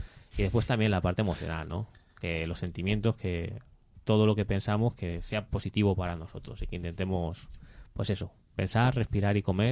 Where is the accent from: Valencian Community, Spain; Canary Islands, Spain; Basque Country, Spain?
Valencian Community, Spain; Novelda; Está en todos lados, en Novelda, en La Romana, yo soy de Novelda